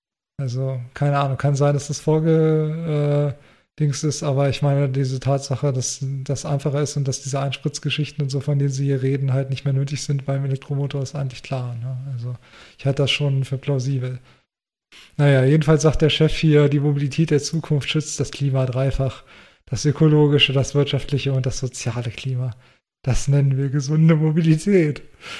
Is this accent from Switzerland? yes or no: no; Hanover, Lower Saxony, Germany; Firma, die man als Hannoveraner natürlich kennt